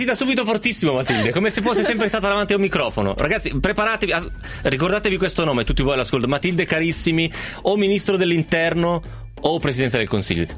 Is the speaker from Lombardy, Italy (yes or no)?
yes; Albino, Lombardy, Italy; io sono di Albino.